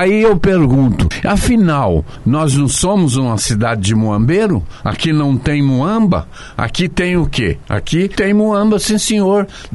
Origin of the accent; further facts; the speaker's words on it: Foz do Iguaçu, Paraná, Brazil; eu sou de Foz do Iguaçu.